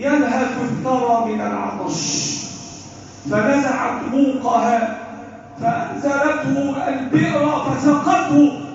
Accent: Egypt; بلدنا مصر

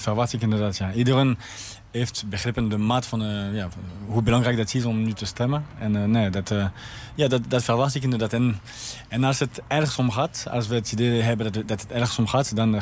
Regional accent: France; Dutch is a second language; dat wil ik niet als Fransman

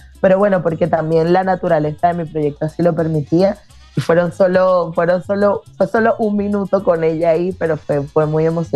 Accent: Venezuela; las tres somos venezolanas.

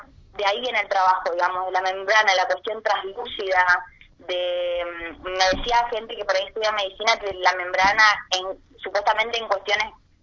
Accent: Chaco, Argentina; soy chaqueña

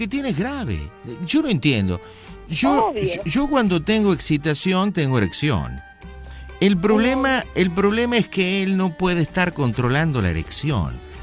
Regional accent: Argentina; también él es boliviano, yo soy argentino.

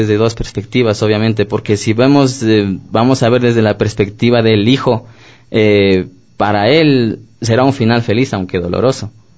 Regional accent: Ecuador; moved away; podemos irnos y estar afuera 10, 15, 20, 25 años, pero no podemos perder la esencia. Somos ecuatorianos

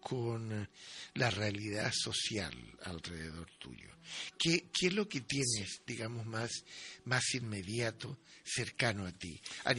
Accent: Chile; Chile, de donde yo vengo, es país de volcanes.

